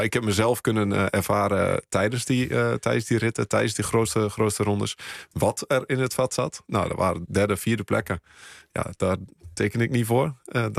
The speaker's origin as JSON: {"language": "Dutch", "region": "Overijssel", "country": "Netherlands", "said": "Omdat ik uit Twente kom"}